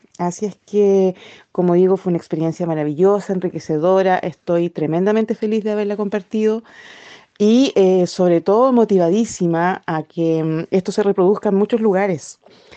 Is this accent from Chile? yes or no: yes; Chile; soy chilena, vivo en Ainil Mapu, que bueno, en español es la tierra de Valdivia, en el sur.